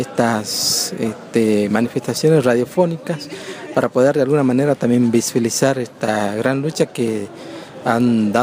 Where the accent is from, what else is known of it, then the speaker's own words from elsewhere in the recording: Tartagal, Salta, Argentina; yo soy comunicador indígena del pueblo Nación Guaraní y vengo de Tartagal, Salta.